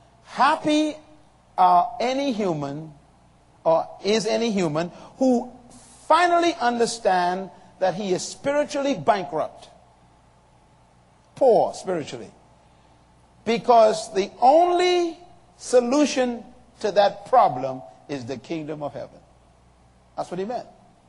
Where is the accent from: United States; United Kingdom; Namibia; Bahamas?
Bahamas; I happen to have been privileged to have been born under a kingdom. In 1954, I was born here in the Bahamas.